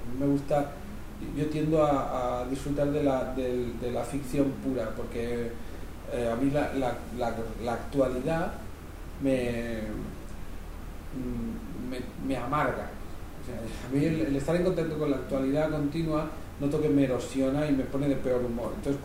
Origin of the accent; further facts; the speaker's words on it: Cardona, Catalonia, Spain; y en mi pueblo, en Cardona, hay una fortaleza medieval muy grande.